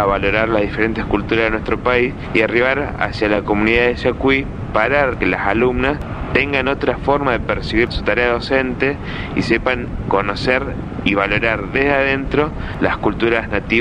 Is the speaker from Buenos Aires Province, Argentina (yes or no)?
no; Balnearia, Córdoba, Argentina; el pueblo de Balnearia, que es donde somos originarios nosotros, sino los pueblos aledaños